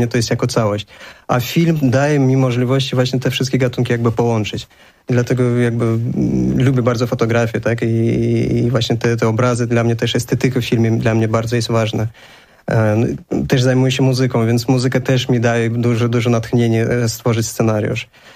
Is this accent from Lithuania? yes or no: no; Baku, Azerbaijan; Polish is a second language; moved away as an adult; now in Poland; mieszkam w Polsce 17 lat. Pochodzę z Azerbejdżanu, urodziłem się w Baku.